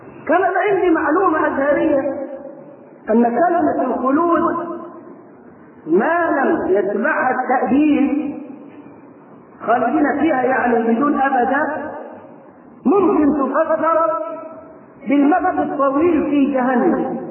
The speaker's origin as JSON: {"language": "Arabic", "country": "Egypt", "tie": "born or raised there", "said": "وبدأ ينتشر فكر التكفير في قرى مصر ومدنها وصل إلى قريتنا"}